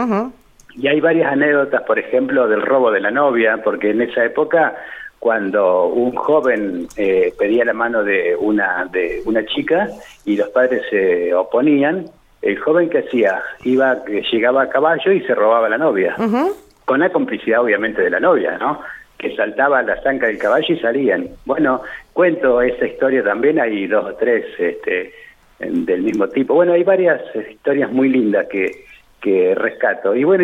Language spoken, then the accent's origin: Spanish; Victorica, La Pampa, Argentina; now in Santa Rosa, Argentina; Victorica, que es mi pueblo natal, yo viví hasta los 18 años en Victorica, luego me instalé en Santa Rosa